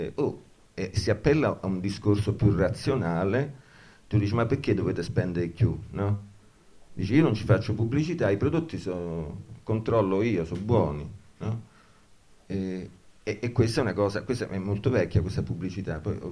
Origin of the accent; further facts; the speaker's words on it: Cosenza, Calabria, Italy; Vabbè, ma io sono da Cosenza, quindi cioè, la moglie un poco mi sta civilizzando, ma insomma, ma io sono di Cosenza.